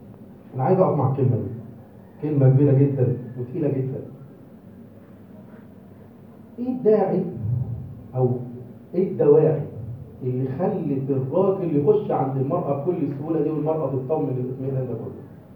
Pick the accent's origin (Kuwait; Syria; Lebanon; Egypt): Egypt; فبقى في خلل في القضاء المصري عندنا في مصر